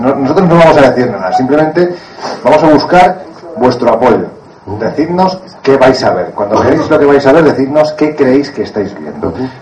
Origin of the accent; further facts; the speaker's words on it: Jaén, Andalusia, Spain; se encuentra, por ejemplo, en un yacimiento de mi tierra, de Jaén.